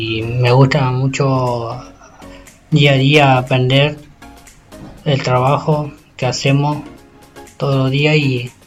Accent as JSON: {"language": "Spanish", "town": "El Maitén", "region": "Chubut", "country": "Argentina", "said": "Yo vengo de Maitén. Lugar, un pueblito que era chico y ahora se está haciendo grande y bueno, y cada día está creciendo el pueblo."}